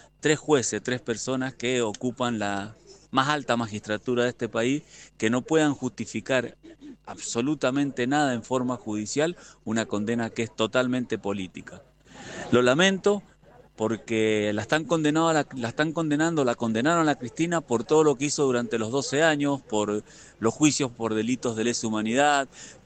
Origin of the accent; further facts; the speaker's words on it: Argentina; todos nosotros, como ciudadanos, como argentinos, como patriotas, como militantes, estamos en libertad condicional.